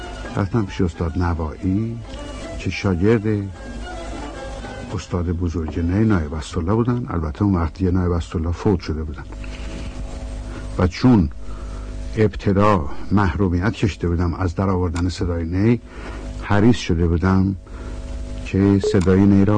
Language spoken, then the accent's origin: Persian; Isfahan, Iran; born there; در پاییز 1307 در شهر زیبا و تاریخی اصفهان در خانواده تاجر پیشه‌ای به دنیا آمدم.